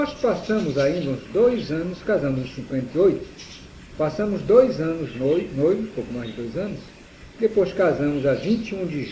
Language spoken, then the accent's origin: Portuguese; Santarém, Pará, Brazil; Eu nunca aceitei morar em Belém. Fui convidado para morar lá, mas até hoje eu vou a passeio, minha terra aí. Espero que, não foi meu berço, mas espero que seja meu túmulo, a terra querida que é Santarém.